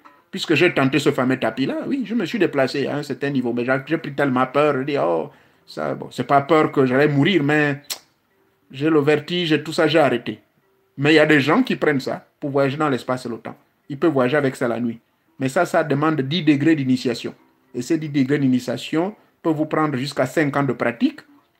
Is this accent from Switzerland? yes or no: no; Gabon; Ce sont des escargots indondo, comme on dit chez nous au Gabon, non?